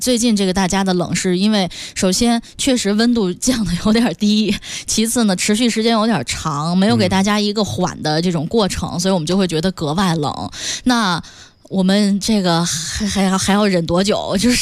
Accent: northern China, China; 我觉得北方，就因为我是北方人嘛，我就觉得北方的这个冷吧，它是有希望的。

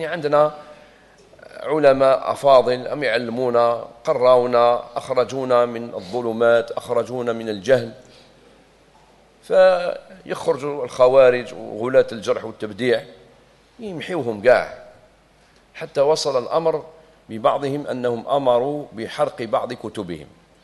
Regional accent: Algeria; جابنا الاستقلال في بلادنا الجزائر

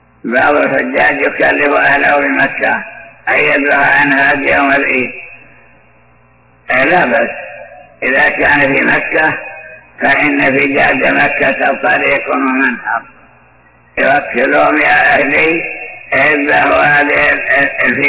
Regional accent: Iraq; في بعض البلدان ومنها بلدي العراق

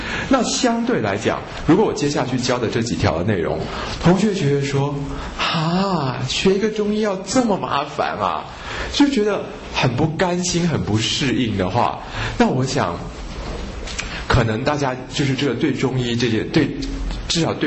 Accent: Taiwan; 我们台湾人其实有很多事情不太认真哦

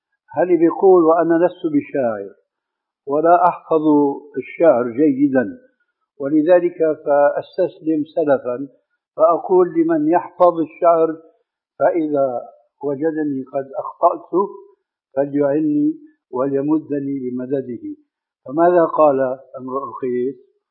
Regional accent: Damascus, Damascus Governorate, Syria; كما يقولون عندنا في دمشق بدها الزكتار

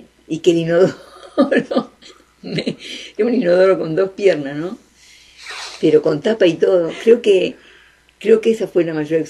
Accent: Uruguay; Yo soy muy uruguaya. Me gusta vivir acá

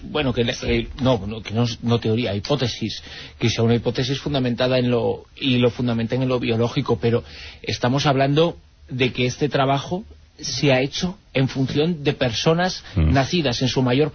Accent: Galicia, Spain; yo es que soy gallego.

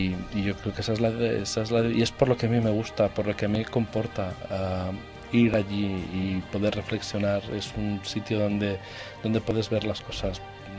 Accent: Barcelona, Catalonia, Spain; sí que es verdad que los dos somos de Barcelona, escritores y todo aquello

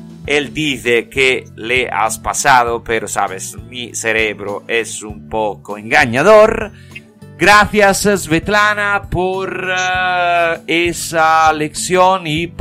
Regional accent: Italy; Spanish is a second language; Cuando a un americano le digo que soy italiano

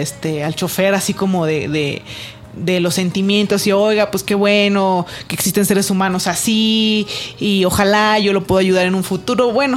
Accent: Zacatecas, Mexico; moved away as an adult; now in Mexico City, Mexico; Recién llegada a la Ciudad de México, porque yo no soy del distrito, yo soy de Zacatecas.

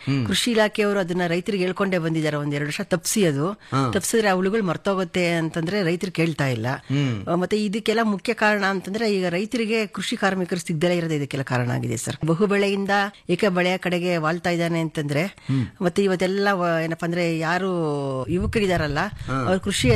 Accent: Channadevi Agrahara, Karnataka, India; ನಾವು ಸರ್ ಚೆನ್ನಾದೇವಿ ಅಗರಾರ ಗ್ರಾಮ. ನಮ್ದು ಮದುವೆ ಹೋಬಳಿ ಬರುತ್ತೆ, ದೊಡ್ಡಬಳ್ಳಾಪುರ ತಾಲೂಕು, ಬೆಂಗಳೂರು ಗ್ರಾಮಾಂತರ ಜಿಲ್ಲೆ.

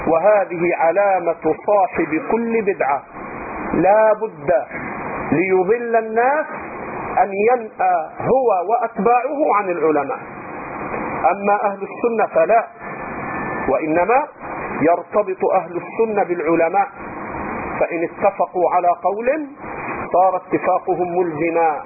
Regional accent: Egypt; الخوارج الآن عندنا في مصر

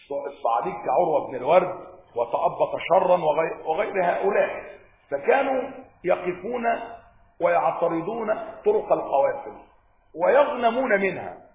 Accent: Upper Egypt, Egypt; أنا صعيدي ما تخافوش يعني

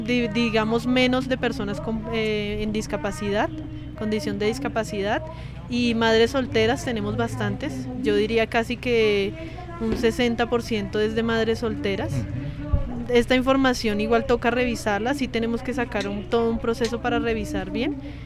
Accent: Colombia; ni siquiera yo había viviendo, siendo colombiana, había escuchado el tema de pagadiarios

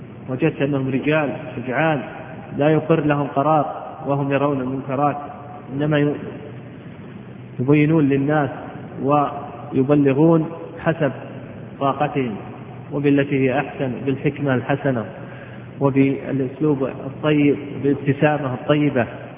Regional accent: Al-Qassim, Saudi Arabia; قد عرف عندنا في القصيم السعودية

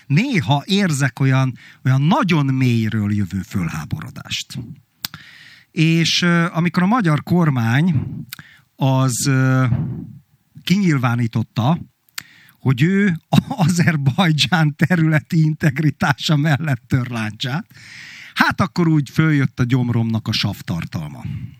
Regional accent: Hungary; Pedig én abban nevelkedtem, hogy Magyarországgal, meg a magyarsággal mennyire kibasztak, és mennyire szörnyű a Trianon, és egyébként máig szörnyűnek tartom Trianont. Igen, magyar vagyok, mert fáj Trianon.

